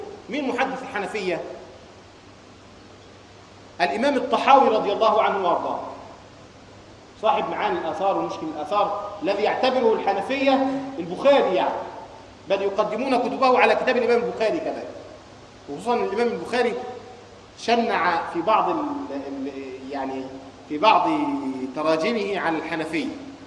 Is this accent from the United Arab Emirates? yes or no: no; Egypt; ودخل الى بلادنا مصر